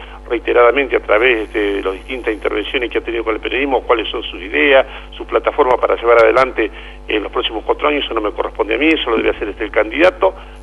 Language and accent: Spanish; Saladillo, Buenos Aires Province, Argentina; seguiré trabajando en la vida política de mi pueblo, acá en Saladillo